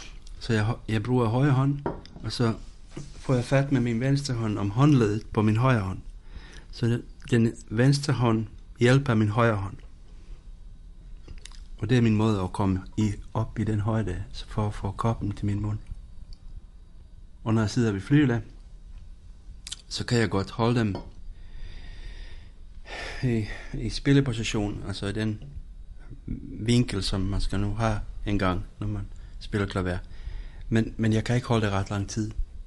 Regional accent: Finland; now in Denmark; og jeg kommer fra Finland

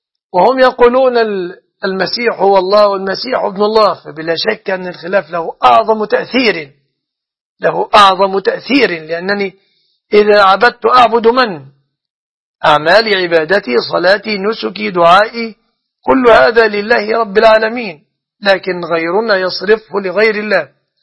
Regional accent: Egypt; فالصداق في بلادنا مصر يتمثل في غالب الأحوال في أمور ثلاث

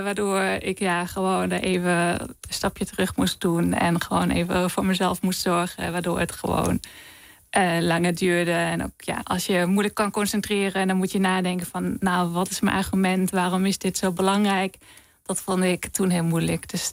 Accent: Germany; Dutch is a second language; now in Netherlands; Nou, in Duitsland bijvoorbeeld, waar ik vandaan kom, in de lift

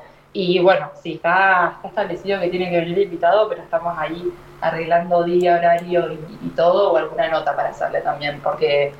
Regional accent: Argentina; moved away; Cuando me fui de Argentina en 2017 o 2018, no me acuerdo bien, el primer lugar al que me fui a voluntariar fue a India

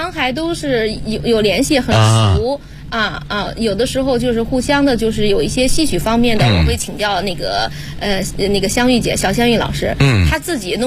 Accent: Henan, China; 我是河南人

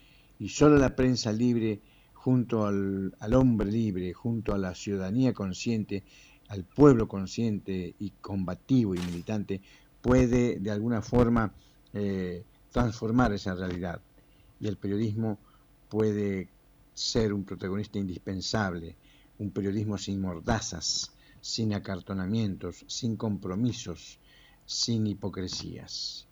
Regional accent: Uruguay; Es nuestro deseo como latinoamericanos y como uruguayos y como periodistas.

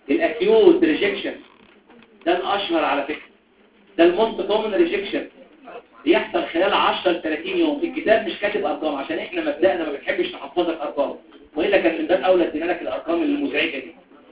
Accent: Upper Egypt, Egypt; انا صعيدي على فكره عشان كده بقولها بقلبي

